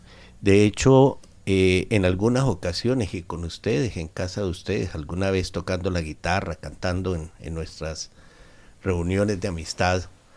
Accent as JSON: {"language": "Spanish", "country": "Colombia", "lives_now": "Argentina", "said": "Yo soy colombiano y naturalizado argentino."}